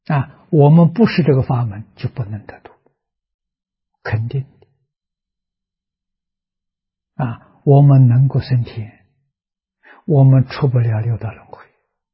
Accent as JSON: {"language": "Chinese", "country": "China", "said": "我们中国人记载的啊"}